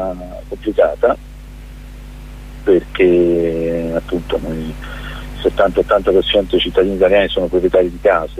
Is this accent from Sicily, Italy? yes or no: no; Naples, Campania, Italy; Io ho girato tutto il mondo, quindi non lo dico solo da napoletano